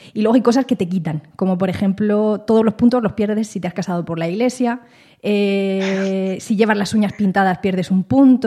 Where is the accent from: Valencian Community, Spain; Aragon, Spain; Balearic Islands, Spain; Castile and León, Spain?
Valencian Community, Spain; Petrer; de Petrer, de mi pueblo.